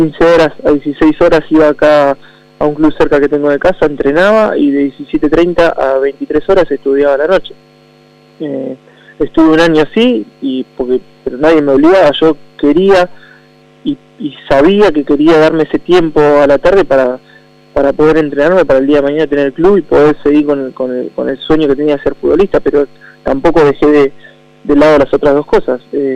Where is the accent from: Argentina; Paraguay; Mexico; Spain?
Argentina; nos nombran a nosotros como argentinos de mucho carácter